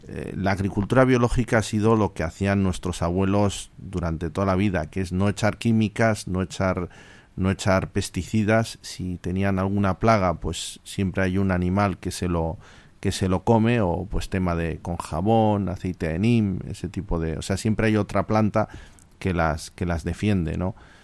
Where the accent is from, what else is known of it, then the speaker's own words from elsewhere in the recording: Bilbao, Basque Country, Spain; yo soy de Bilbao, y si se nos pincha la rueda, tiramos el coche.